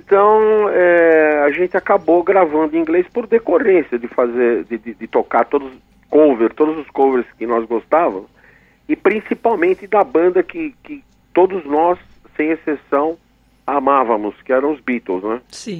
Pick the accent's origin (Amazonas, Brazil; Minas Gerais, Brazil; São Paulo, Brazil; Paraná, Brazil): São Paulo, Brazil; nós somos uma banda de São Paulo, né, da capital paulista aqui, né? Somos de São Paulo mesmo, todos nós somos paulistas, paulistanos